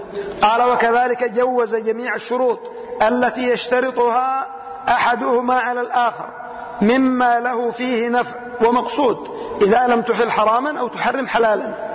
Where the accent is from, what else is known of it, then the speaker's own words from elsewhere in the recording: Yemen; لكنها مشهورة عندنا في اليمن. يقولون وعندنا في اليمن وفي يعني بلدنا